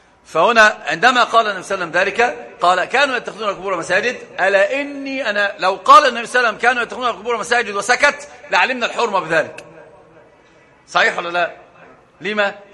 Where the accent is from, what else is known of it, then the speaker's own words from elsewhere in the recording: Egypt; عندنا في مصر مثل عجيب